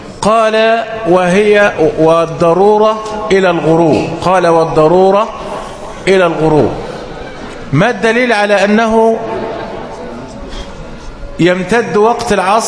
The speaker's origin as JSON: {"language": "Arabic", "country": "Egypt", "said": "وده عندنا في مصر وفي جميع البلاد العربية."}